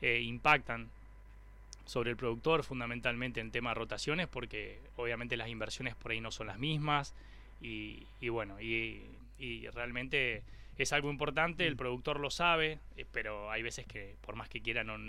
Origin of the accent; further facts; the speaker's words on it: Corral de Bustos, Córdoba, Argentina; Claro, yo soy oriundo de Corral de Bustos.